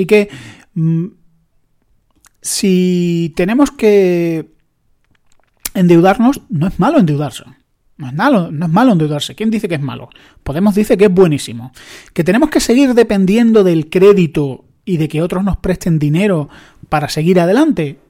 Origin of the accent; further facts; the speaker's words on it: Andalusia, Spain; como es mi querida Andalucía, yo soy andaluz